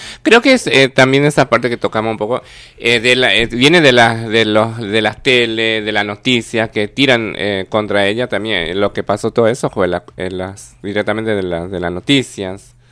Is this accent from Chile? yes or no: no; Paraguay; En mi país países... tampoco no hay todavía esa ley. Es re discriminado. Eso sí, en Paraguay no hay leyes.